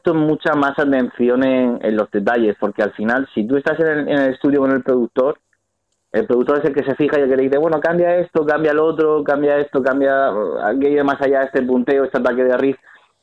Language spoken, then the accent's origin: Spanish; Murcia, Region of Murcia, Spain; nosotros somos de Murcia y él tiene el estudio en Bilbao